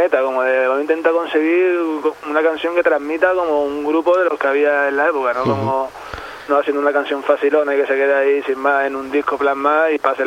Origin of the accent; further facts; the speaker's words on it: Seville, Andalusia, Spain; moved away; yo vengo de Sevilla y era un poco igual, ahora está un poco más calmada la cosa, pero cuando yo me fui de allí